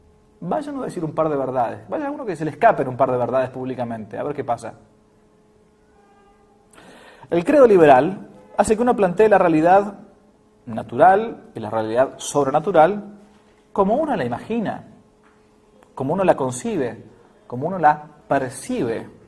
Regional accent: Argentina; en realidad era lo que uno ha mamado como argentino.

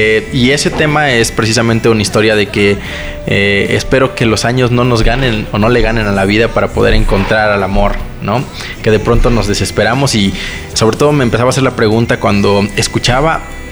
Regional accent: Oaxaca, Mexico; also born or lived in Guerrero; now in Guadalajara, Mexico; Nací en Guerrero, después me fui a vivir a Oaxaca y me desarrollé la mayor parte de mi vida, y últimamente estoy en el estado de Jalisco, en la ciudad de Guadalajara.

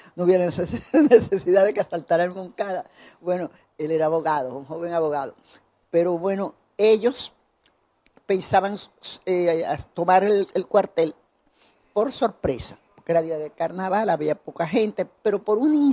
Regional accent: Santiago de Cuba, Cuba; soy de Santiago, allá en Santiago se celebran los carnavales, el día de Santiago Apóstol, 25 de julio. Y todos los años yo iba a mi ciudad natal a pasar los carnavales con mi familia

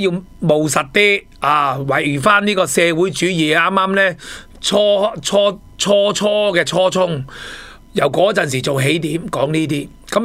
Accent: Hong Kong; 喺我哋香港人、喺广东人睇到系笑话一则

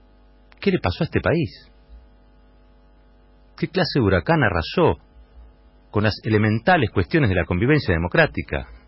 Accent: Argentina; Me avergüenza como argentino que hayamos llegado a esta situación.

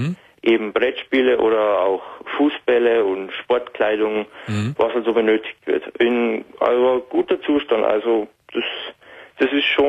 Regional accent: Bavaria, Germany; Ich komme aus Bayern, ja.

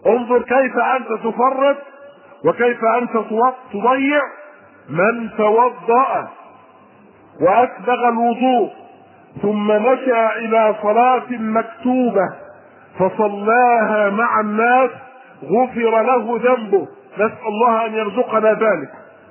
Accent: Egypt; وطبعا نحن كمصريين وعادات طعامنا الثوم والبصل ركن ركين في طبيخنا واكلنا وطعامنا

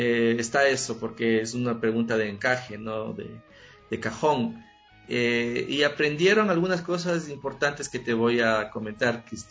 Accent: Ecuador; Fundamentales en nosotros como latinoamericanos y como ecuatorianos.

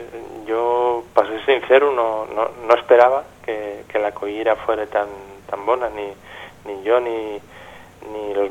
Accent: Gijón, Asturias, Spain; porque yo soy de Xixón

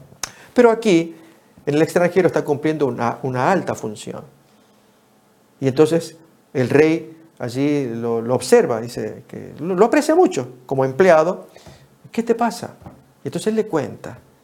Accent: Tucumán, Argentina; cuando fui niño, un tiempo viví frente o contra las paredes de la cárcel allá de mi pueblo, en Argentina.

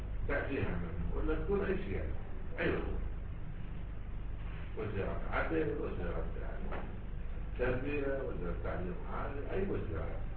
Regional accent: Iraq; شوف احنا عندنا بالعراق

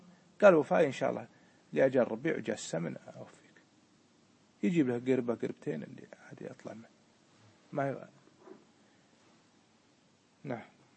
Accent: Kuwait; مثل ما حصل عندنا في الكويت قبل الغزو

